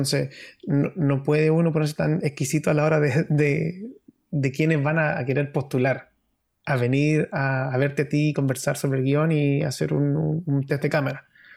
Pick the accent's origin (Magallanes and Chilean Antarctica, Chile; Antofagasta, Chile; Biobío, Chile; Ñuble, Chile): Antofagasta, Chile; Soy de Antofagasta y soy de la población